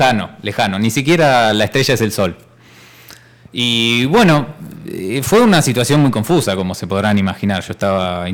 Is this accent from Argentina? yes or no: yes; Argentina; Soy muy argentino.